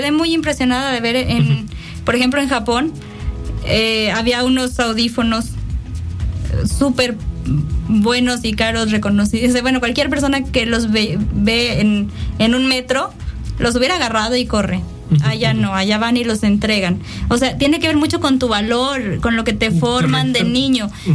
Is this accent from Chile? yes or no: no; Mexico; Y tenemos que aprender como mexicanos